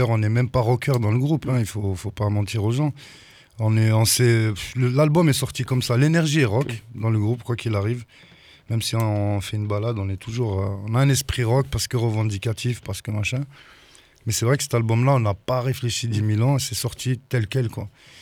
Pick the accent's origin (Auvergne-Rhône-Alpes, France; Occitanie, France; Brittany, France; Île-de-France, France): Occitanie, France; Toulouse; On dit qu'on est de Toulouse, mais il y en a qui sont du Gers, du Tarn. Moi, je suis à 20 minutes, mais on va dire qu'on est de Toulouse.